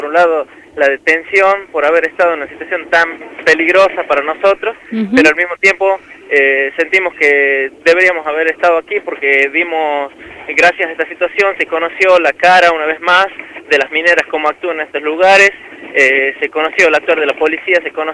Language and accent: Spanish; Andalgalá, Catamarca, Argentina; en ese vehículo, en este auto que nos ha traído a Andalgalá. He podido respirar un ratito el aire de mi pueblo